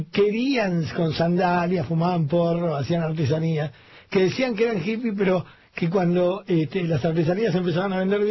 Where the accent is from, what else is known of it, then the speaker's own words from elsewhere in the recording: Argentina; Entonces, es así, esos somos los argentinos.